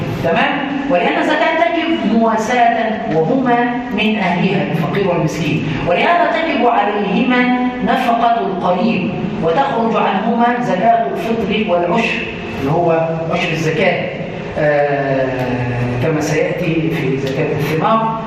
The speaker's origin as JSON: {"language": "Arabic", "region": "Upper Egypt", "country": "Egypt", "said": "يعني مثلا عندنا في الصعيد كله"}